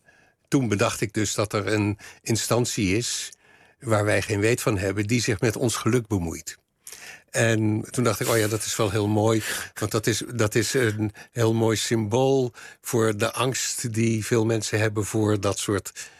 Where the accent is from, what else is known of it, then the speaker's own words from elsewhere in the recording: Leiden, South Holland, Netherlands; wij komen allebei uit Leiden. Althans, zij is in Amsterdam geboren, maar wij woonden allebei in Leiden.